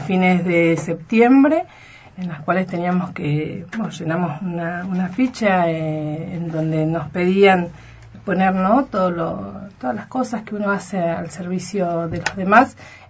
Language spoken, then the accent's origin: Spanish; Río Negro, Argentina; No sabría decirte cuántos somos los argentinos, pero también hay un gran número. Rionegrinas, sí, somos dos.